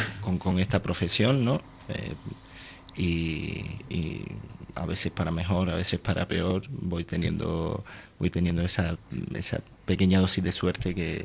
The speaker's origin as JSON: {"language": "Spanish", "town": "Valleseco", "region": "Canary Islands", "country": "Spain", "tie": "born or raised there", "said": "ni estaba en mi pueblo, en Valle Seco, ¿no? Que hay bastantes animalitos sueltos, ¿no? Sino que estaba en Madrid"}